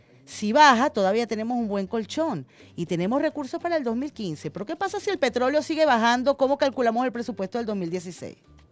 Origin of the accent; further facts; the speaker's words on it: Venezuela; como chavistas, como pueblo venezolano